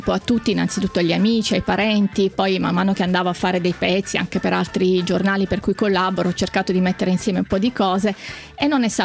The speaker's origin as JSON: {"language": "Italian", "town": "Bologna", "region": "Emilia-Romagna", "country": "Italy", "said": "tipo a Bologna, perché la mia città d'origine è Bologna"}